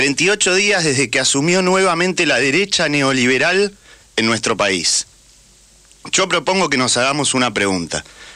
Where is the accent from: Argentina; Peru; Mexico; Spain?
Argentina; Mi poder como ciudadano, mi dignidad como argentino, había alcanzado el escalón más alto